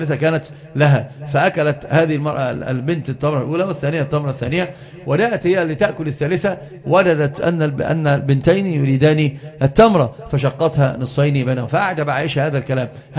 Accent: Upper Egypt, Egypt; عندنا في الصعيد وأنت تعرفون كنت بقى صعيد

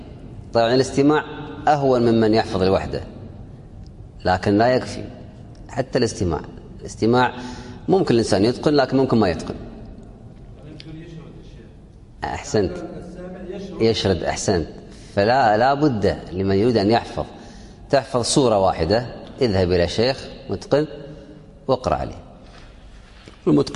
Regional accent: Kuwait; وعندنا في الكويت قراءات ولله الحمد

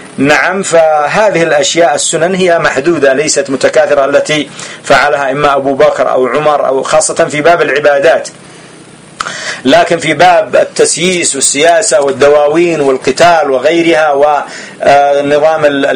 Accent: Yemen; هنا عندنا في اليمن يصلي 4 جمعا بتسليم تشهد وتسليم

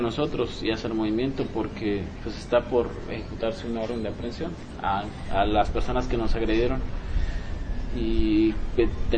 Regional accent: Mexico; para nosotros como mexicanos es el alimento básico

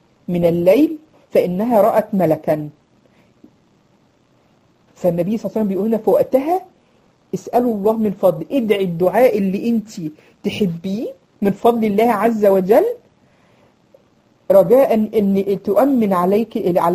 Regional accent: Egypt; يعني حتى كانوا بيسموه عندنا في مصر يقولك ايه

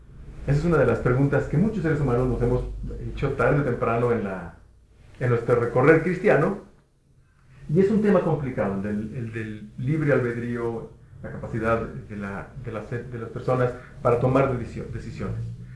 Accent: Mexico; born there; Yo no escogí nacer en México. Nací como mexicano

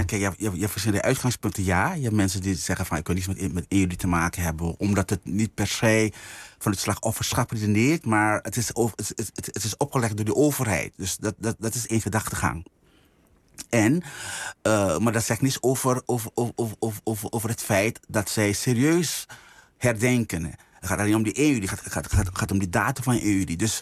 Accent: Suriname; Ik kom niet uit Amerika, ik kom niet uit Brazilië, ik kom niet uit China. Maar ik kom uit Suriname.

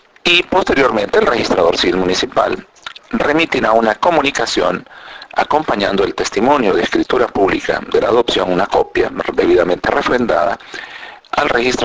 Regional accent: Honduras; Soy técnico registral hondureño.

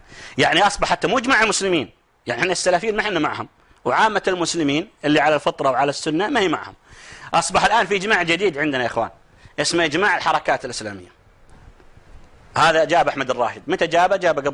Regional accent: Saudi Arabia; لأن احنا عندنا في السعودية في عندنا ولاية عهد

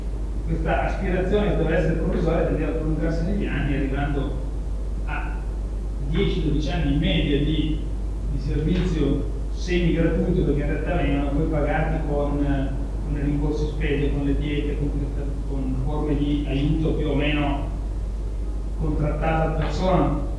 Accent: Pavia, Lombardy, Italy; sui monumenti di Pavia, che erano le mie parti

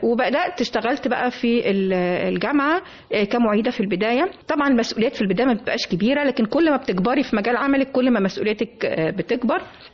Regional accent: Egypt; فأنا كنت سعيدة جدا بكوني مصرية،

